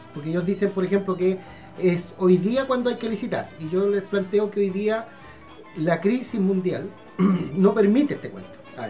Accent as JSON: {"language": "Spanish", "region": "Valparaíso", "country": "Chile", "said": "para que un pelotudo nos venga a decir cómo somos los porteños, si nosotros sabemos cómo somos"}